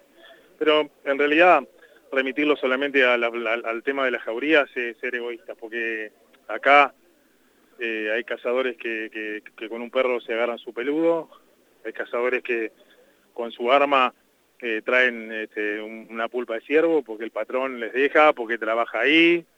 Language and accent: Spanish; La Pampa, Argentina; Nosotros nacimos en La Pampa, crecimos con esto, es parte de nuestra cultura